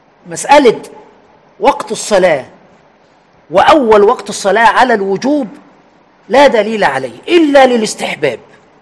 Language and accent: Arabic; Aswan, Aswan Governorate, Egypt; moved away; حتى عندنا في أسوان عندما آخر مرة رحتها من حوالي 10 سنين